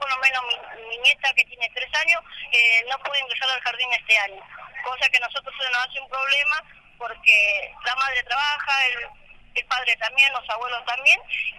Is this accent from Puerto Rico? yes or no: no; Buenos Aires, Argentina; Yo soy de Playón Fraga.